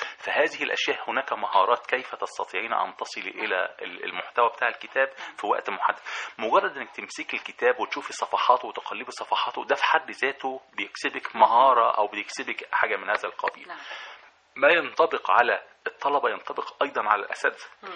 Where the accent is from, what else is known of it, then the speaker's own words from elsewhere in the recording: Egypt; عندنا في مصر مجموعة خبراء غير عاديين وإمكانياتهم غير عادية